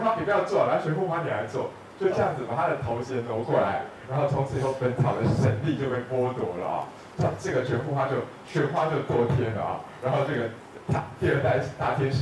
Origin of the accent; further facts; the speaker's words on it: China; 就像我们中国人传抄上的错误是